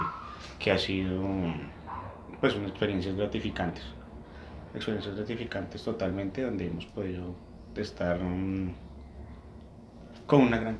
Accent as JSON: {"language": "Spanish", "country": "Colombia", "said": "Como colombianos, la salsa, el merengue, el vallenato, el propo, tú sabes."}